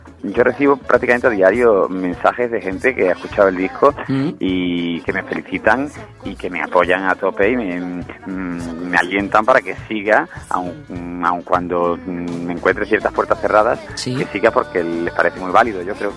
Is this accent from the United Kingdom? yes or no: no; Seville, Andalusia, Spain; also born or lived in Jerez de la Frontera; yo nací en Jerez de la Frontera, me crié en Sevilla